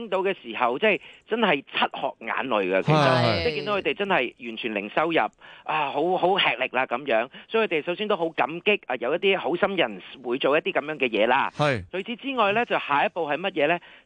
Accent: Hong Kong; 我哋香港人最錫嘅就係我哋自己啊嘛，

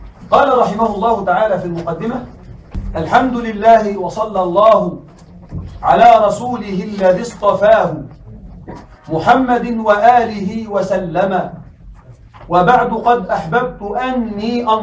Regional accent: Egypt; عندنا في مصر يوجد عبارة في العامية لكن يمكن أن نقولها بالفصحى

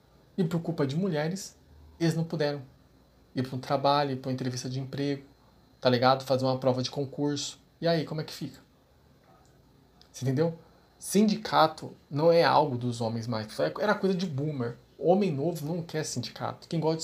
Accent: São Paulo, Brazil; Eu sou de São Paulo, pessoal.

